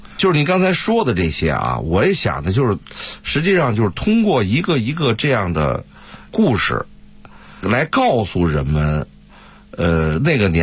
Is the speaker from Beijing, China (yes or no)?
yes; Beijing, China; accent: Beijing dialect; 就我们北京话说就是那种劲头。